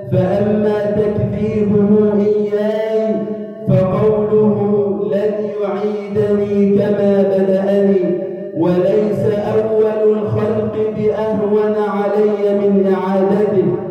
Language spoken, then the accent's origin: Arabic; Egypt; اللهم اجعل بلدنا مصر أمنا أمانا